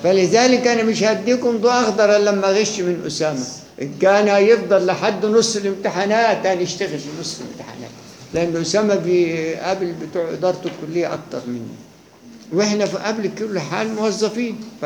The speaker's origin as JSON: {"language": "Arabic", "country": "Egypt", "said": "احنا مصريين ما ننفعش"}